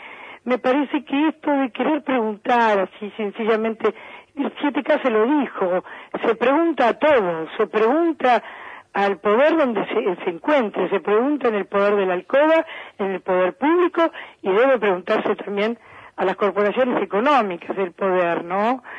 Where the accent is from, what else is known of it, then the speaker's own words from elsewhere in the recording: Boedo, Buenos Aires, Argentina; born there; yo nací en Buedo, y así que así son las cosas en nuestro, en nuestra querida ciudad.